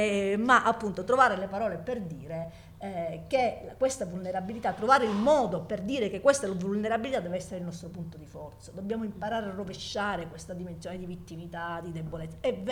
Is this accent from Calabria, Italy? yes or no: yes; Calabria, Italy; io sono calabrese e non emiliana, e sono donna, e ho 50 anni, e ho pure una figlia